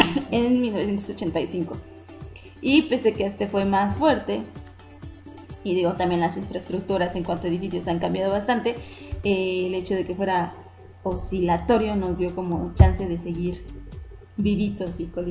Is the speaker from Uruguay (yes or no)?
no; Mexico; una de las cosas que creo que como mexicanos nos ayuda mucho desde hace muchísimos años es burlarnos de la muerte